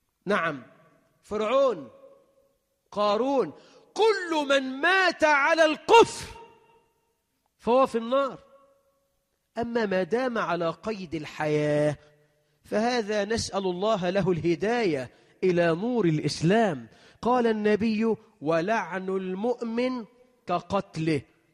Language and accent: Arabic; Egypt; اللهم اجعل بلدنا مصر أمنا أمانا، رخاء سخاء